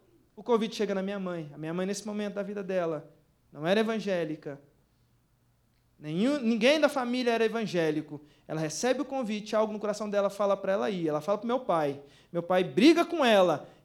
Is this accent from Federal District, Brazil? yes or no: no; Anápolis, Goiás, Brazil; Sou lá de Goiás, nascido em Anápolis, comedor de piqui, irmãos